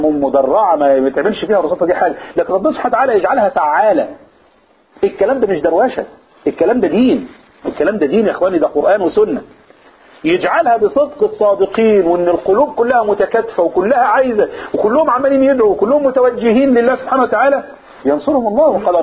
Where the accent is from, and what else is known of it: Upper Egypt, Egypt